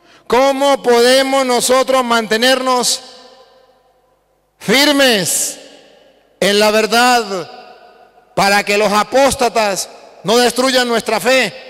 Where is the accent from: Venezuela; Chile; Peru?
Venezuela; Yo vengo de Venezuela